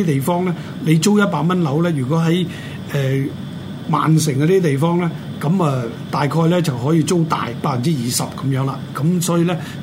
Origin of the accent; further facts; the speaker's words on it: Hong Kong; now in London, United Kingdom; 远少少嘅，譬如到我哋香港人都熟悉嘅呢、這个大球场咁啊